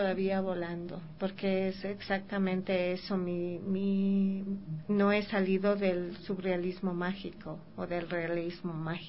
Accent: La Merced, Pichincha, Ecuador; Aquí en la calle, aquí en Ecuador, al menos en La Merced, donde yo vivo ahora, y de donde vengo, yo salgo todas las mañanas a recoger

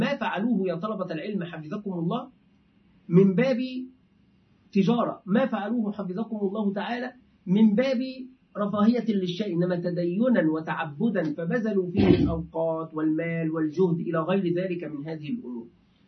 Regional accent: Egypt; أهل مرسى مطروح عندنا في مصر

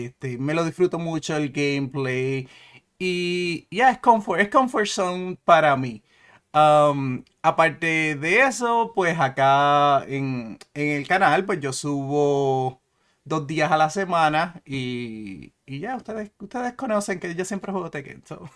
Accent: Puerto Rico; moved away as an adult; now in United States; Yo soy de Puerto Rico también. Nací, crecí allá en Puerto Rico. Hace 20 años que me mudé para Minnesota.

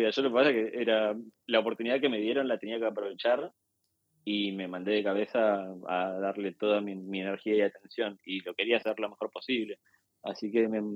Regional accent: Argentina; de idiosincrasia argentina que está presente en mi trabajo. Sobre todo lo siento en que creo que como argentinos tenemos mucho más incorporado lo que es pensarnos como personas y como actores políticos

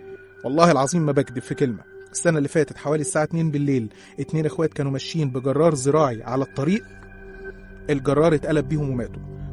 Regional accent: Qena Governorate, Egypt; احنا أصلا من الصعيد من محافظة قنا

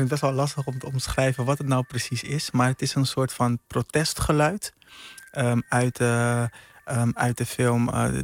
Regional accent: Curaçao; now in Rotterdam, Netherlands; Ja, op jonge leeftijd naar Curaçao verhuisd.

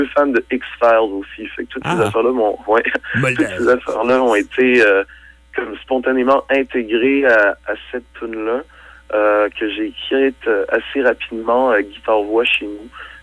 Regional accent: Quebec City, Quebec, Canada; puisque moi, je suis de Québec, et puis ça se passait à Montréal.

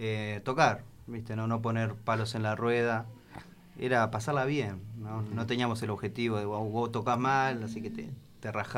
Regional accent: Béccar, Buenos Aires Province, Argentina; nosotros somos de Bécar, San Isidro

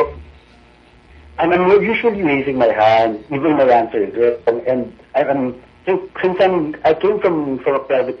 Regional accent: Central Luzon, Philippines; I am from Bulacan.

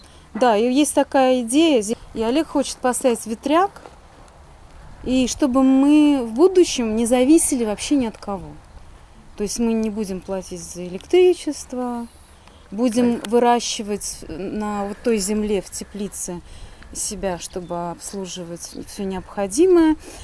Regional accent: Penza, Penza Oblast, Russia; also born or lived in Saint Petersburg / Moscow; Нет, я из Пензы, но я почти, ну, большую часть жизни прожила в Петербурге и в Москве.

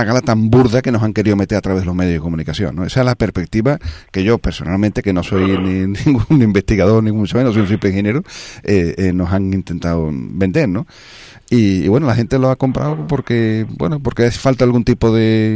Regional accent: Spain; como los españoles tengamos que estar sometidos a un sistema policial

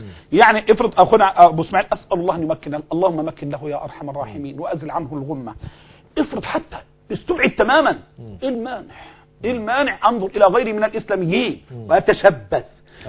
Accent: Egypt; نحن أبناء مصر وهذه هي مصر

